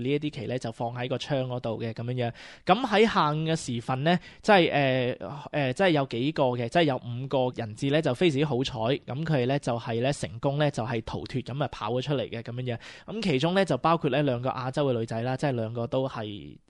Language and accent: Cantonese; Australia; 即系我哋澳洲人从来唔会咁样嘅吓